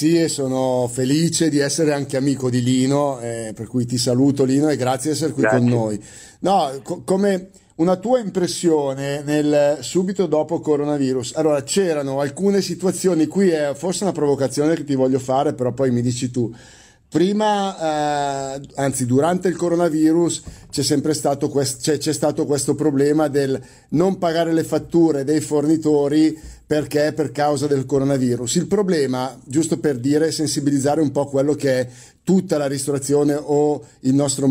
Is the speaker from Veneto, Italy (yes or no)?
no; Lombardy, Italy; Io uso un carnaroli perché sono lombardo.